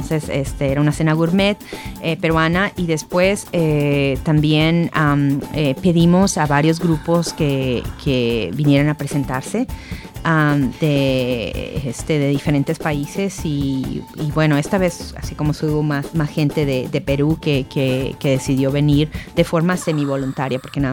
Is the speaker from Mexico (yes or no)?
yes; Mexico; now in Japan; Nosotros vivimos en Japón y nuestra patria es México. Yo soy orgullosamente mexicana